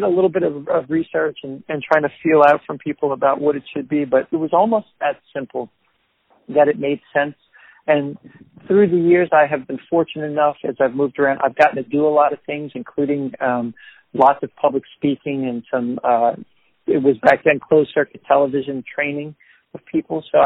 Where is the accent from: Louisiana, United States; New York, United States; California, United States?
Louisiana, United States; New Orleans; And I am such a lover of my hometown. And most people in New Orleans have a Word document or an Excel spreadsheet